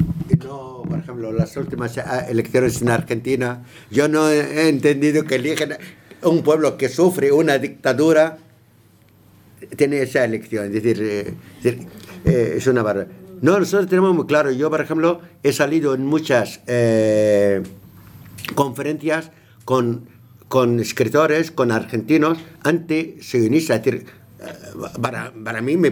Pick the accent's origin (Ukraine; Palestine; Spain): Palestine; Me preocupa mi gente que está en el matadero. Es que no hay humanidad hoy día. El pueblo palestino está en el matadero